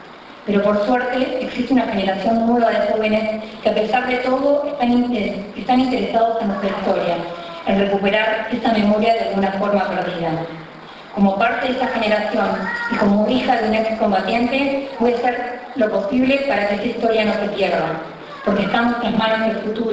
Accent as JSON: {"language": "Spanish", "country": "Argentina", "said": "Porque soy argentina y la siento argentina."}